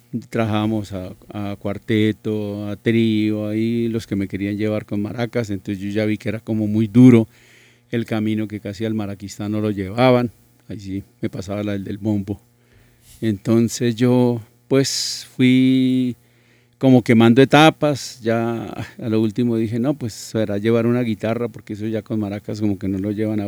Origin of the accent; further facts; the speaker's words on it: Mesitas del Colegio, Cundinamarca, Colombia; No, yo soy de Mesitas del colegio, pero adoro a Bogotá.